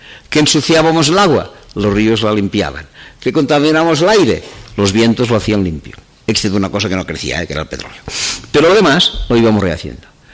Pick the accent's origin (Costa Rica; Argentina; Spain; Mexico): Spain; Catalonia; Yo soy catalán, me siento catalán, e incluso les diré que estoy algo orgulloso de ser catalán.